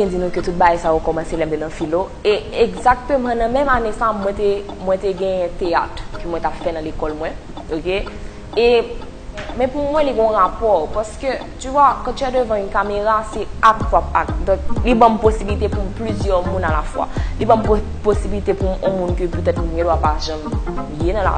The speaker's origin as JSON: {"language": "French", "country": "Haiti", "said": "moi je suis haïtienne."}